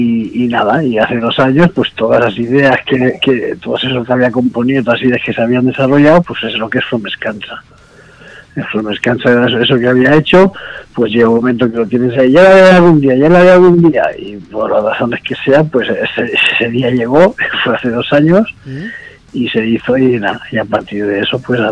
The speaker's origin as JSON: {"language": "Spanish", "town": "Valencia", "region": "Valencian Community", "country": "Spain", "moved": "yes", "lives_now": "Finland", "said": "Soy de Valencia, sí, soy de Valencia."}